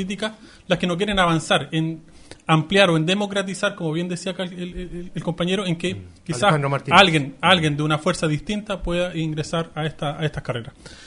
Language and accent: Spanish; Chile; acá estamos los otros, que somos los chilenos.